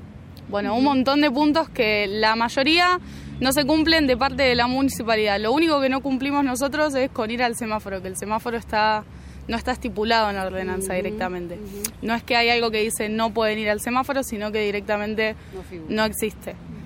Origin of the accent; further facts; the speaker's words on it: Mar del Plata, Buenos Aires Province, Argentina; now in Carlos Paz, Argentina; tengo 21 años, yo nací en Mar del Plata y hace 2 meses que estoy acá en Carlos Paz.